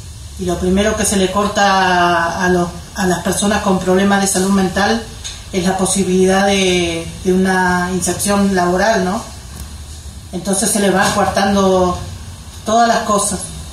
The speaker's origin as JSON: {"language": "Spanish", "town": "Bariloche", "region": "Río Negro", "country": "Argentina", "said": "de Bariloche"}